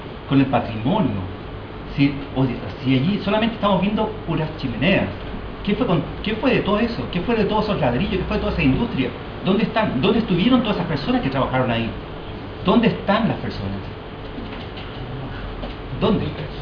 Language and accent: Spanish; Iquique, Tarapacá, Chile; Yo vengo de la ciudad de Iquique, y en esa ciudad se genera todo un movimiento social muy fuerte.